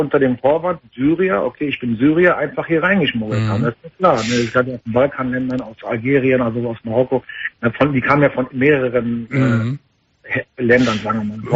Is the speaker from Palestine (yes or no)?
yes; Palestine; Ich meine, ich bin Palästinenser.